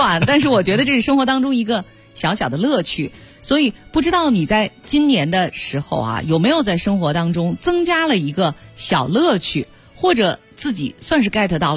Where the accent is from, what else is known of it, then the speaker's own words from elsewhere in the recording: Beijing, China; 或者用咱们北京的土话来说特欢实。